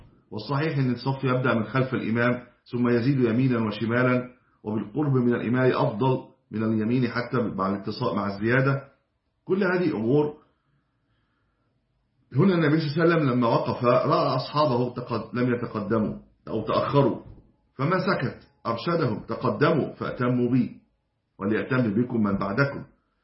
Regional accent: Egypt; المساجد القديمة عندنا في مصر كانت في الدور الأعلى

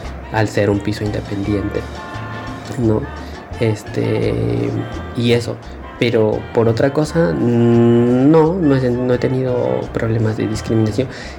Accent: Peru; now in Spain; tengo 25 años. Soy un chico de Perú. Y bueno, estoy aquí en España

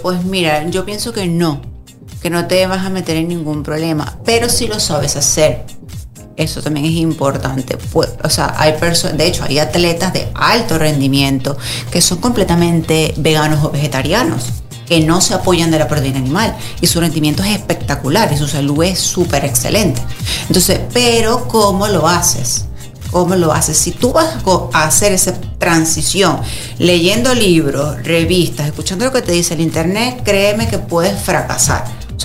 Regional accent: Venezuela; moved away; 2 mesecitos que estaré por allá con 2 retos. Y de verdad también, visitar mi tierra me hace...

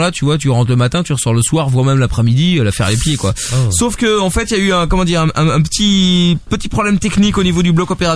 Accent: Belgium; je suis belge

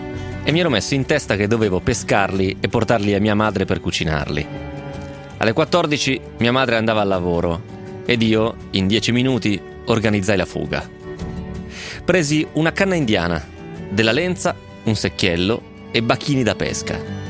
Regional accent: Agliana, Tuscany, Italy; Ad Agliana, il mio paese, scorre un fiume di nome Brana, dove 30 anni fa si pescavano i granocchi, come si dice in Toscana.

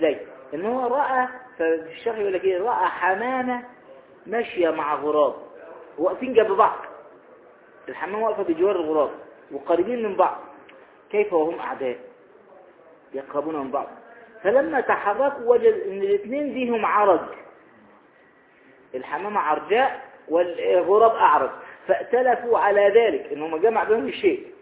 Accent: Egypt; ويقولون أيضا عندنا في مصر الصاحب ساحب

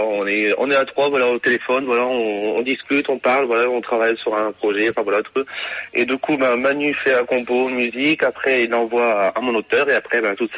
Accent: Hauts-de-France, France; J'avais peut-être 8 ans. C'était un bal portugais, une fête portugaise, un bal de Pâques. Pas loin de chez moi, dans le Nord

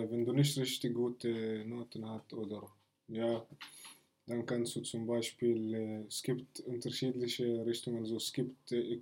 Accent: Bethlehem, West Bank, Palestine; wenn die Leute mich fragen, woher kommst du, dann sage ich, komme aus Bethlehem, Palästina.

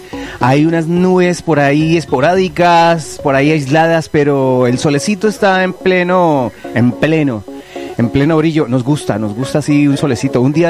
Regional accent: Manizales, Caldas, Colombia; es un traje típico de donde yo nací. Yo soy del Manizales allá, en el Caldas, en Colombia

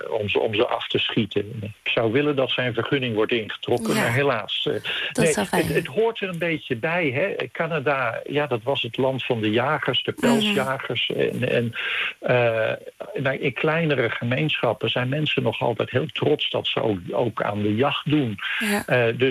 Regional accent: Netherlands; als Nederlander, ik voel me nog steeds in het paradijs met al die dieren om me heen.

